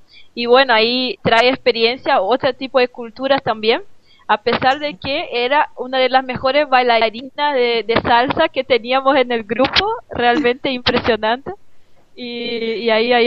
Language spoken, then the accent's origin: Spanish; Brazil; Spanish is a second language; now in Uruguay; como estamos en Uruguay de habla hispana, hablamos el español, así que como yo soy brasileña tuve que hacer español.